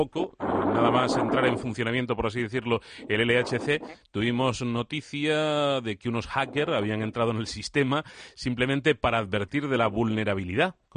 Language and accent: Spanish; Calpe, Valencian Community, Spain; also born or lived in Alicante; Nací en el 81 en Alicante, he vivido durante 18 años en una ciudad turística llamada Calpe. Luego estuve 5 años viviendo al lado de la universidad en Alicante